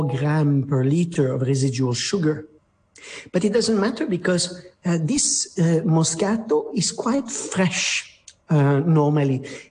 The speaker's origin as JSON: {"language": "English", "country": "France", "second_language": "English", "said": "My accent is terrible, but I'm French."}